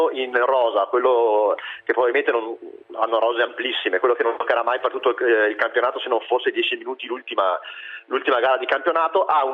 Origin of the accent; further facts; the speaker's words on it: Verona, Veneto, Italy; Io sono di Verona